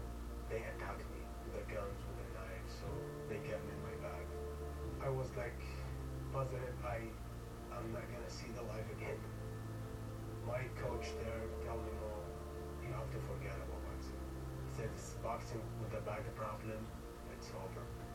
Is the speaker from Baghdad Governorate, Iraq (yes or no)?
yes; Baghdad, Baghdad Governorate, Iraq; I was born in Iraq and South Baghdad. When I was a kid, there's no future when we see all these terrible situations about war.